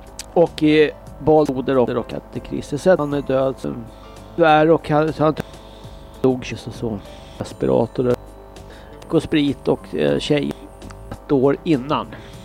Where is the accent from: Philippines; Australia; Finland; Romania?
Australia; Swedish is a second language; now in Sweden; Ja, jag kommer från Australien.